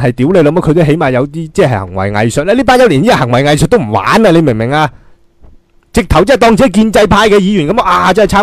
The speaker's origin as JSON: {"language": "Cantonese", "country": "Hong Kong", "said": "使晒我哋香港人啲钱"}